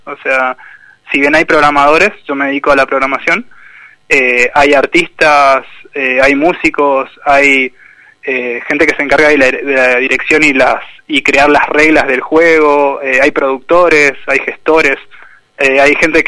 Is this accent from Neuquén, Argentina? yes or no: yes; Junín de los Andes, Neuquén, Argentina; Yo soy de Junín de los Andes, ahora estoy acá.